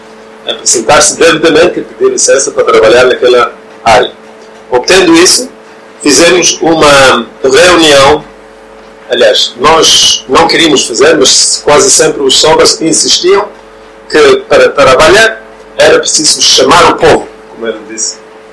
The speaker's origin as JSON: {"language": "Portuguese", "country": "Norway", "second_language": "Portuguese", "said": "Eu sou norueguês."}